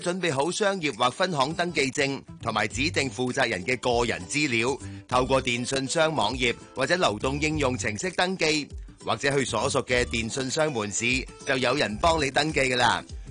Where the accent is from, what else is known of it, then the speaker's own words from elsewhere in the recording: Hong Kong; 我哋香港人咧